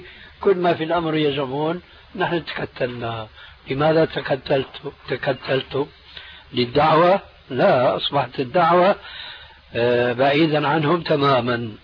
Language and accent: Arabic; Syria; بلدي يعني سوريا